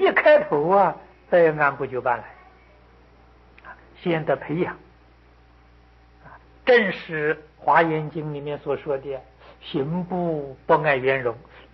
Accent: China; 我们中国人

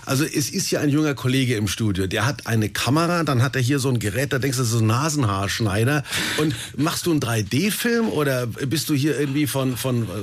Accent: Kulmbach, Bavaria, Germany; Ich bin in Kulmbach groß geworden, da in der Provinz zwischen Bamberg und Bayreuth.

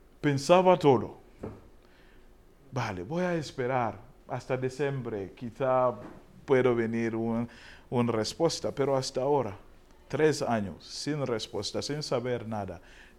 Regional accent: Uganda; Spanish is a second language; now in Spain; Yo tampoco, como soy de Uganda.

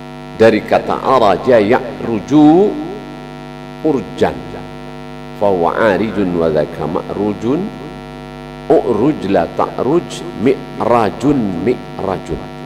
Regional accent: West Java, Indonesia; saya juga orang Jawa, jangan tersinggung. Jawa Barat.

